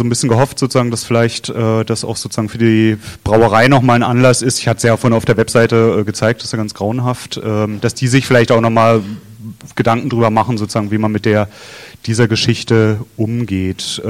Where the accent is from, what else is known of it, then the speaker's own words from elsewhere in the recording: Berlin, Germany; Also ich kenne es aus Neukölln, wo ich herkomme, sozusagen